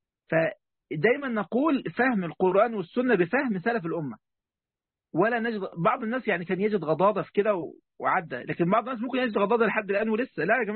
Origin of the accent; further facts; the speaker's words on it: Egypt; حتى عندنا في مصر يعني يقول لك يا فرعون من فرعنك